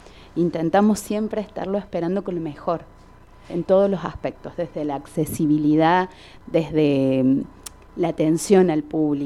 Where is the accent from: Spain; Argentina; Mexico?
Argentina; Quilpo, Córdoba; Me estás hablando de esto porque soy de Quilpo